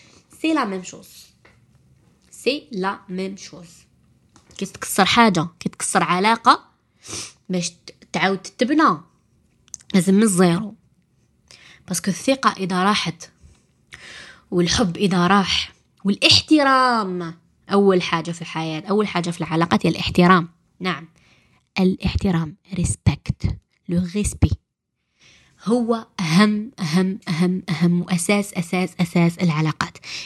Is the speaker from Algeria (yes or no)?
yes; Algeria; العيانة اللي عندنا في الجزائر